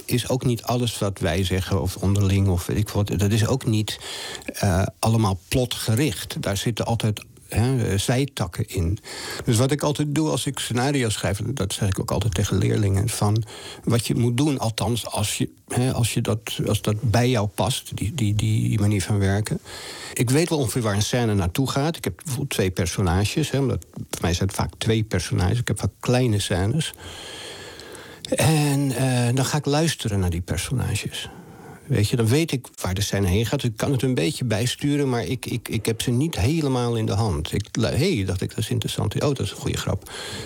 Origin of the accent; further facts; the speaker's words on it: Amsterdam, North Holland, Netherlands; born there; ik kom zelf uit arbeidersmilieu, zeg maar. Ik ben geboren in de Jordaan toen het nog een arbeiderswijk was.